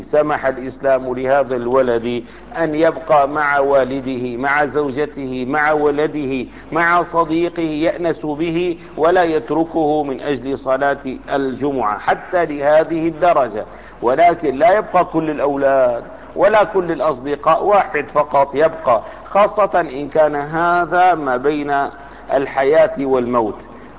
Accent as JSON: {"language": "Arabic", "town": "Damascus", "region": "Damascus Governorate", "country": "Syria", "said": "أنا من أهل دمشق، سافرت إلى حمص فأقمت فيها أسبوعا معينا"}